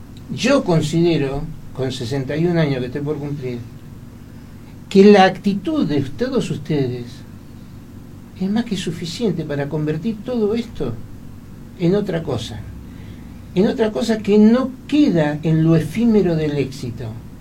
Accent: Argentina; me alcanza y me sobra como argentino para sentirme orgulloso de lo que han hecho.

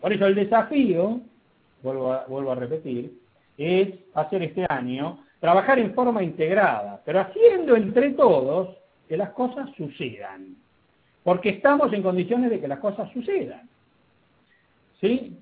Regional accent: Argentina; todavía hay gente que piensa que en la Argentina, como somos argentinos, no podemos hacer nada.

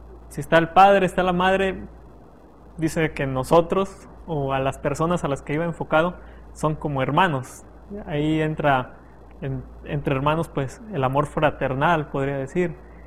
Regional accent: San Luis Potosí, Mexico; soy estudiante de la Facultad de Teología y soy de San Luis Potosí.

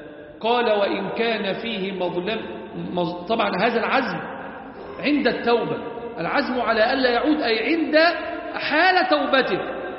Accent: Egypt; ربنا احفظ بلدنا مصر وسائر بلاد

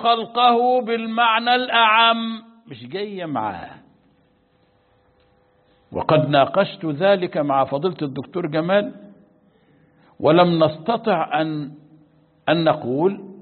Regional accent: Egypt; أنا مصري وهو مصري

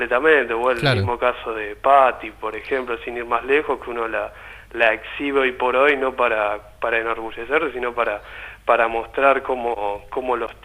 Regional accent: La Plata, Buenos Aires Province, Argentina; yo soy de La Plata, vivo acá en la ciudad de La Plata.

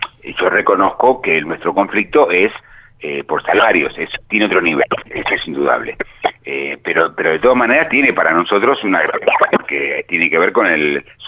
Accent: Argentina; tanto como argentinos, como ciudadanos, en cuanto a cómo nos afecta

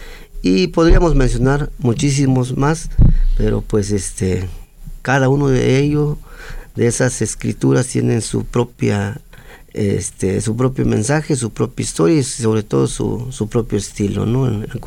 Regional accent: San Juan Colorado, Oaxaca, Mexico; San Juan Colorado, que es mi tierra natal

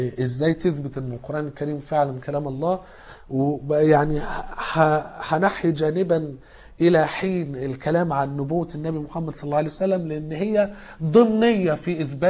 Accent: Egypt; يمكن الاجانب مش الناس اللي عندنا في مصر

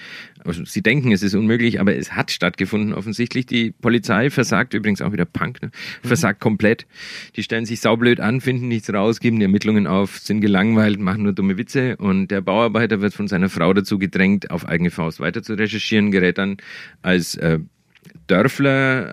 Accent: Bavaria, Germany; Die spielen alle in der Gegend, alle in den Dörfern, wo ich groß geworden bin.

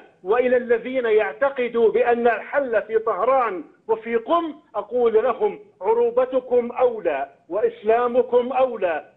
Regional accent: Jordan; هذا بيعني إلي كأردني، بيعني إلي كمحلل

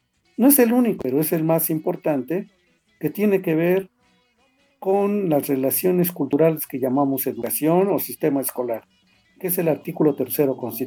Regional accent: Mexico; Somos mexicanos, estamos regidos por una constitución, habitamos el mismo territorio

